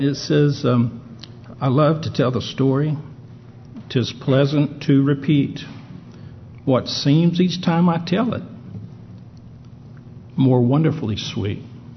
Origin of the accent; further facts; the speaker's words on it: Heber Springs, Arkansas, United States; Well, I was raised down in Central Arkansas, Heber Springs, just outside Heber Springs on a farm.